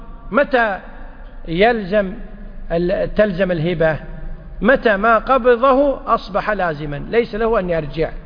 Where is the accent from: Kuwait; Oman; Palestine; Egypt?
Kuwait; حنا بالعامية عندنا بالكويت يقول هذه لك طول عمرك